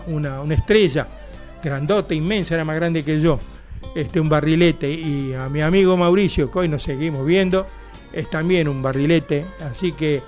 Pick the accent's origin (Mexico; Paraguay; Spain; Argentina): Argentina; Buenos Aires Province; como buen bonaerense, también me gusta la música de nuestra provincia de Buenos Aires